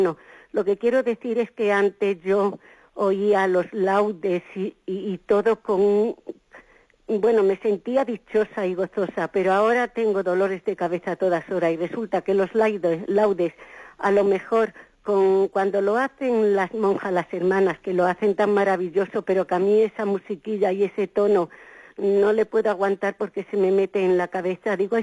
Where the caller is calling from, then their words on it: Madrid, Community of Madrid, Spain; Buenos días … de Madrid.